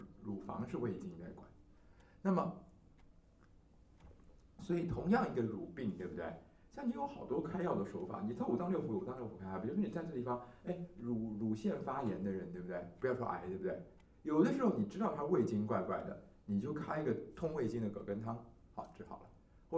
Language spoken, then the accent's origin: Chinese; Taiwan; 所以我们台湾人的死亡的首位是大肠癌